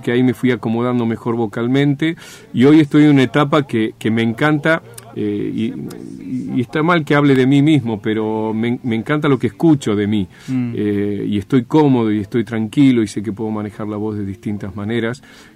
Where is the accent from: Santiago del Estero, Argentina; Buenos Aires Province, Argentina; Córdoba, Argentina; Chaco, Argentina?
Santiago del Estero, Argentina; moved away; Yo vine de Santiago del Estero con un bagaje impresionante de canciones folclóricas